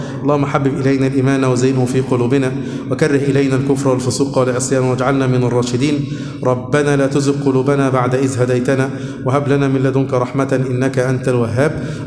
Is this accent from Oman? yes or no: no; Suez, Suez Governorate, Egypt; والله حصل عندنا في السويس